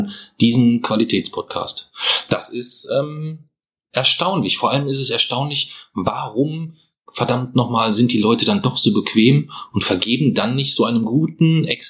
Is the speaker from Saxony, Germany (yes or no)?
no; Bavaria, Germany; Wir sind aus Franken. Wir sind aus Franken, nee, da gibt's keine Rentiere.